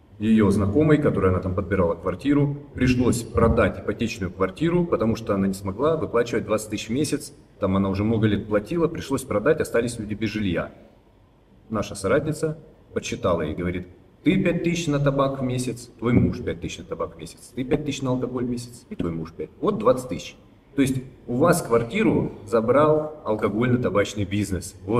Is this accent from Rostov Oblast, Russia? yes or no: yes; Rostov-on-Don, Rostov Oblast, Russia; я вообще из Ростова-на-Дону